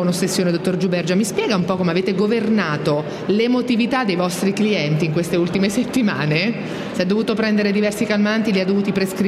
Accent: Turin, Piedmont, Italy; anche se sono da Torino, al

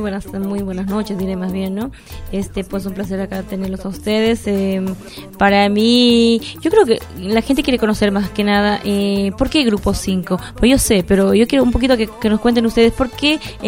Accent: Bolivia; Antes yo soy boliviana, ¿no?

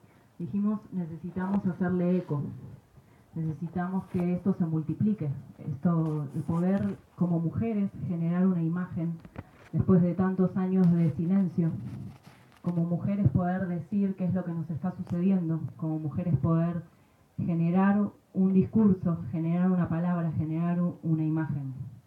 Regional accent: Buenos Aires, Argentina; De donde vengo, Argentina, de Buenos Aires, venimos haciéndole eco a la convocatoria

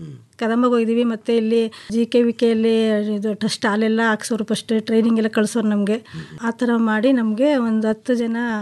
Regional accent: Nagamangala, Karnataka, India; ನಮ್ದು ಪಿ ನಿರ್ಲಿಕೆರೆ, ನಾಗಮಂಗಲ ತಾಲೂಕು.

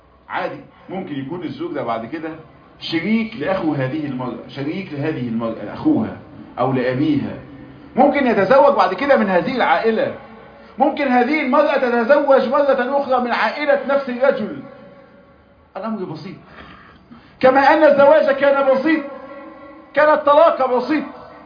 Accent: Egypt; عندنا في مصر الصداق ده بيبقى شبكة، وساعات عفشة أو قايمة

